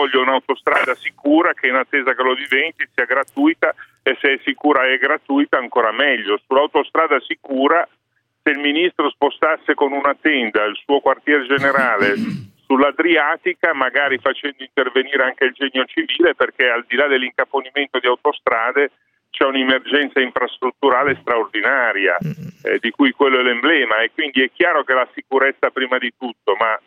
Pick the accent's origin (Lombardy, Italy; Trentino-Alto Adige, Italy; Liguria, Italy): Liguria, Italy; Genoa; io vengo da Genova, so bene che cosa ha voluto dire